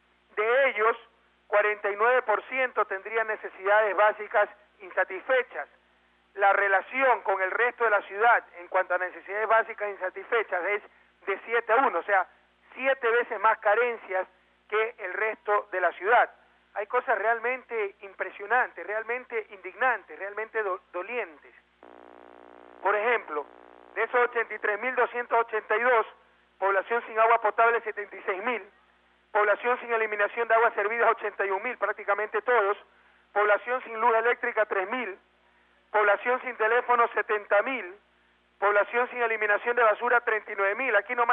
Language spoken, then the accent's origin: Spanish; Guayaquil, Guayas, Ecuador; desde este barrio tan querido, sector tan querido de mi ciudad natal, la Isla Trinitaria, un inmenso abrazo a todo Guayaquil